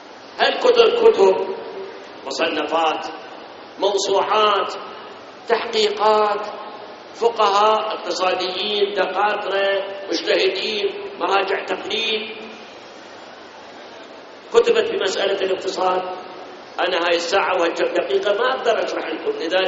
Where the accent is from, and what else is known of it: Iraq